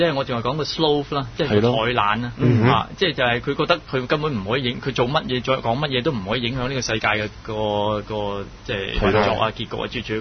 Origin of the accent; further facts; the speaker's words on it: Guangdong, China; 我哋广东人就系叫咩咧？